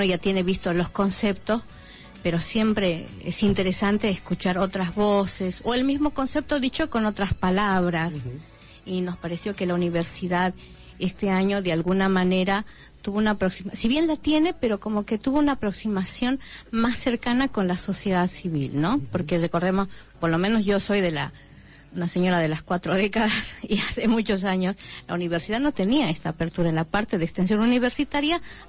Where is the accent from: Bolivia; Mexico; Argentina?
Bolivia; moved away; soy parte de la red de comunicadores migrantes, soy boliviana, hace 27 años que estoy en el país